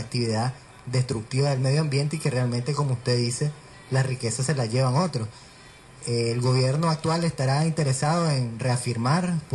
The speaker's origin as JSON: {"language": "Spanish", "country": "Nicaragua", "said": "hemos pasado divididos como nicaragüenses"}